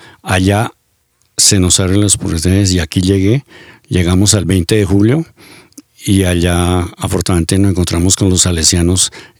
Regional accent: Boavita, Boyacá, Colombia; born there; Yo nací en Boavita, Boyacá, al norte del departamento. Es un municipio que ha dado muchos artistas. Allá nos gusta mucho la música.

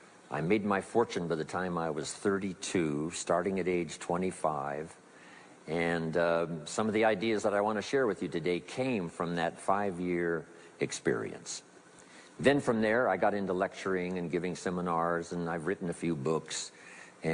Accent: Idaho, United States; I was raised in Southwest Idaho.

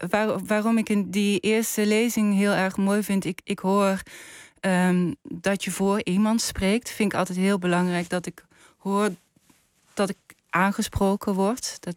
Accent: Maastricht, Limburg, Netherlands; Ik kom zelf uit Maastricht. En dat betekent niet dat ik nooit door mag laten klinken dat ik daar vandaan kom.

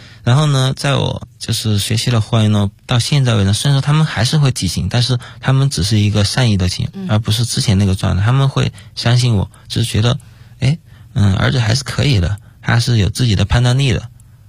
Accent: Ya'an, Sichuan, China; 因为我是雅安人，我是四川的，也是一个比较自由的一个性格，就崇尚自由。

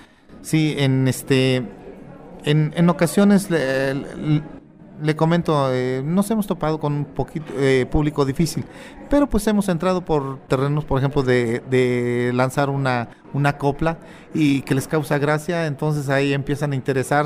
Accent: Huautla, Hidalgo, Mexico; now in Mexico City, Mexico; yo radico en la capital, no estoy en mi tierra. Yo les comentaba que soy de un pueblo de la Huasteca, de alguien que se llama Huautla Hidalgo. Más sin embargo, yo radico en la capital

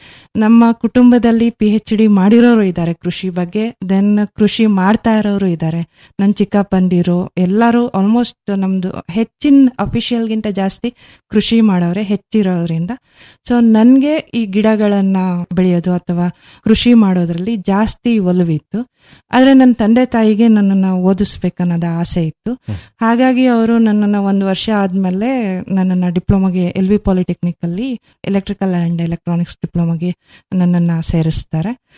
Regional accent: Kontanmane, Karnataka, India; ನಾನು ಮೂಲತಃ ಮಲೆನಾಡಿನವಳು, ಸಕಲೇಶ್ಪುರ ತಾಲೂಕು ಹೆತ್ತೂರು ಹೋಬಳಿ ಅತ್ತಿ ಹೇಳಿ ಪಕ್ಕ ಒಂದು ಪುಟ್ಟ ಗ್ರಾಮ ಕೊಂತನ್ ಮನೆ ಅಂತಂದ್ಬಿಟ್ಟು. ಸೊ ಅಲ್ಲಿ ನನ್ನ 5ನೇ ತರಗತಿವರೆಗೆ ನಾನು ಅಲ್ಲಿ ಸರ್ಕಾರಿ ಶಾಲೆಯಲ್ಲಿ ವಿದ್ಯಾಭ್ಯಾಸ ಮಾಡ್ತಾ ಇದ್ದೆ.

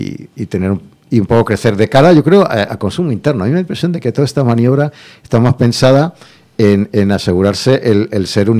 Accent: Kharkiv Oblast, Ukraine; first language Russian; Spanish is a second language; Yo es que soy ruso, hablo ruso, pero no soy pro nada. Yo es que estoy aquí, vivo en Kharkov, yo soy de Ucrania, y hablo ruso todavía, tengo cultura rusa.

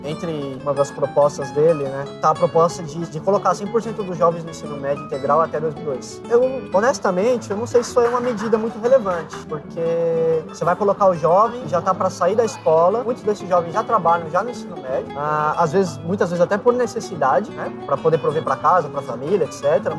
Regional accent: São Paulo, Brazil; porque a gente é de São Paulo

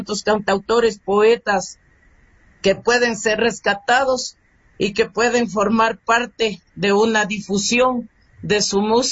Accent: Ecuador; música ecuatoriana y artistas ecuatorianos somos todos los que estamos realizando producción artística en este hermoso territorio y en nuestro lindo Ecuador

